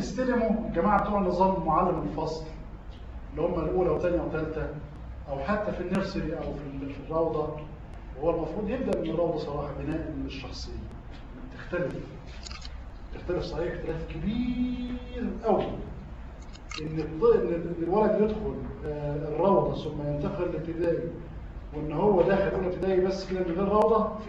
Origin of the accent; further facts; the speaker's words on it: Egypt; أنا راجل محلل اجتماعي تربوي، كان في اعلان عندنا في مصر